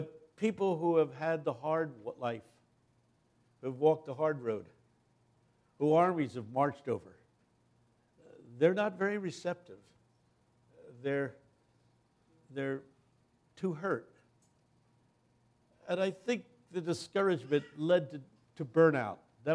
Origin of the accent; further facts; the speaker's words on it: Philadelphia, Pennsylvania, United States; Glad to be here in Little Rock. I come down from the Philadelphia area.